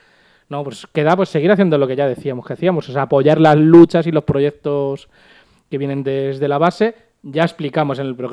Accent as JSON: {"language": "Spanish", "town": "Madrid", "region": "Community of Madrid", "country": "Spain", "said": "Si nos agota a nosotros siendo madrileños, siendo los directamente afectados"}